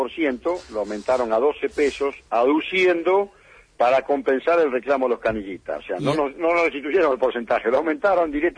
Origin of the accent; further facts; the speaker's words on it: Lomas de Zamora, Buenos Aires Province, Argentina; Nací, me crié y vivo en Lomas de Zamora.